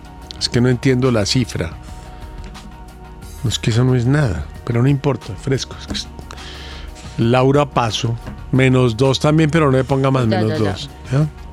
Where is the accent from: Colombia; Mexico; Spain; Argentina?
Colombia; Antioquia; Yo soy paisa.